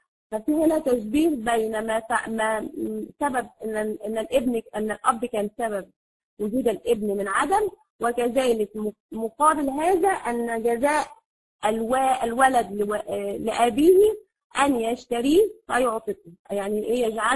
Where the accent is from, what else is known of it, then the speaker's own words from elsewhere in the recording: Egypt; فانا يعني الوقت سرق يعني زي ما بنقول عندنا في مصر